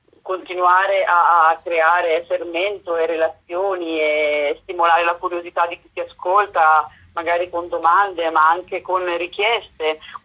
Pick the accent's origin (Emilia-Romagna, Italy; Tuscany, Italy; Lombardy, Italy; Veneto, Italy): Emilia-Romagna, Italy; io sono emiliana